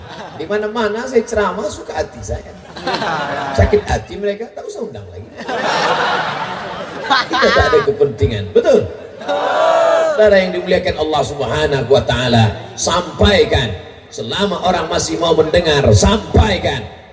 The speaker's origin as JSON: {"language": "Indonesian", "region": "Riau", "country": "Indonesia", "said": "Saya datang dari Riau, Aceh di atas, Sumatera Utara di bawah, Riau di bawah."}